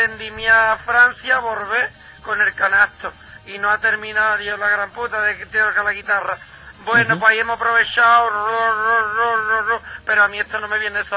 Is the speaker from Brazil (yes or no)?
yes; Brazil; Spanish is a second language; Soy la primera brasileña.